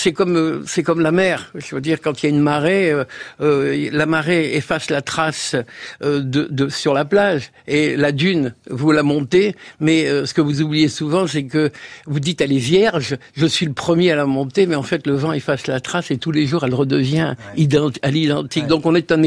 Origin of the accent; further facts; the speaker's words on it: Algeria; born there; parce que je suis né en Algérie d'une famille je suis la cinquième génération à être né en Afrique du Nord